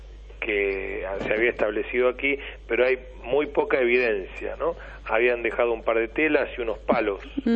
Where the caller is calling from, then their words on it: Costa del Tuyú, Buenos Aires Province, Argentina; ya estoy acá tranquilo en mi pueblo, ¿no?